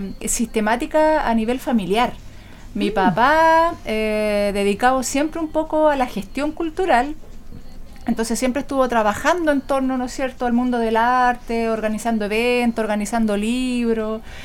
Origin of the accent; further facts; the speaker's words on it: Concepción, Biobío, Chile; born there; Soy penquista de nacimiento.